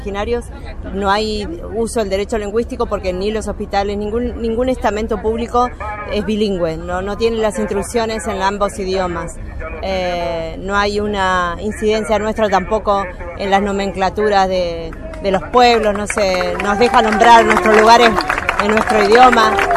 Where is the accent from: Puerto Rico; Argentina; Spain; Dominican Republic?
Argentina; Corcovado, Chubut; Vengo de la provincia de Chubut, soy mapuche y bueno, actualmente soy la coordinadora nacional de la primera marcha Mujeres Originarias por el Buen Vivir. Pertenezco a la comunidad mapuche Pillamahuiza en la zona de Esquel, a 100 kilómetros al sur de Esquel